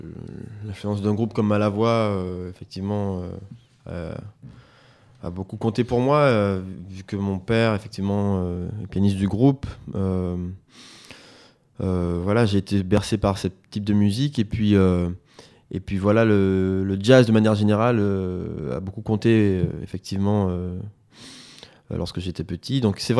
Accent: Martinique; Le créole, ben, de toute façon, c'est parce que je suis martiniquais.

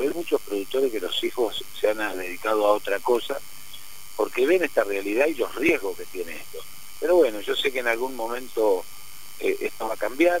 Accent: Coronda, Santa Fe, Argentina; porque somos de Coronda, todos sabemos cómo, quién es uno y quién es otro

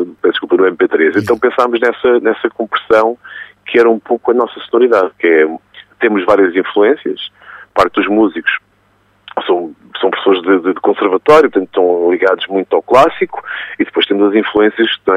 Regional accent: Damaia, Lisbon, Portugal; E na Damaia, voltando aqui à Damaia, ao local de onde eu venho, nós temos um pouco de tudo isso.

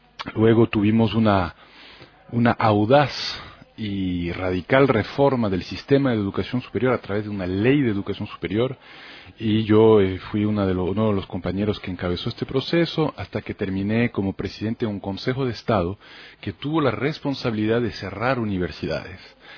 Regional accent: France; moved away as an adult; also born or lived in London; Si bien nací y crecí en Francia, muy joven me fui a Londres, hice estudios universitarios allá

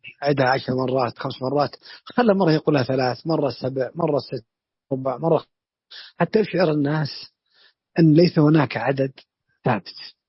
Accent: Najd, Saudi Arabia; بعشر الوالدية عندنا في نجد

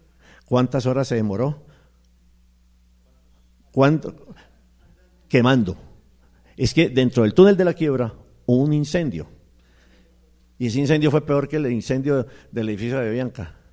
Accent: Santander, Colombia; Yo no soy de aquí, yo soy del otro lado del río, es decir, yo soy santandereano. Pero ya llevo aquí 25 años

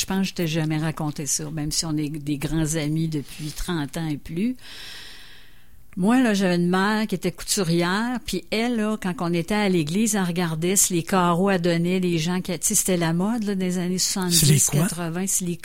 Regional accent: Donnacona, Quebec, Canada; Parce que moi, par chez nous, à Donnacona, il y avait comme deux escaliers

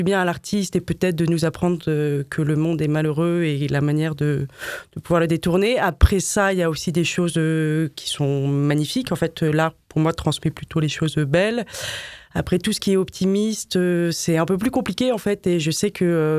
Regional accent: Paris, Île-de-France, France; also born or lived in Madrid; j'ai habité quelques années à Madrid. Donc je suis une vraie parisienne, il faut le dire.

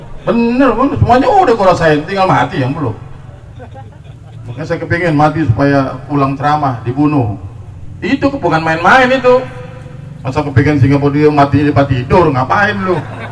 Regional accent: Jakarta, Indonesia; gue lahir di Kuita. Gak bisa dikadalin gue.

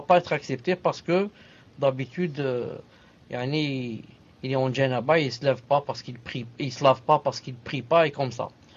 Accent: Algeria; il y a des gens, surtout chez nous en Algérie, par exemple

